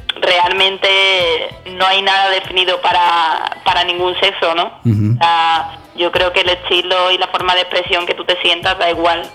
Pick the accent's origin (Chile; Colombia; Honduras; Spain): Spain; Seville, Andalusia; De donde vengo, de la raíz de Sevilla.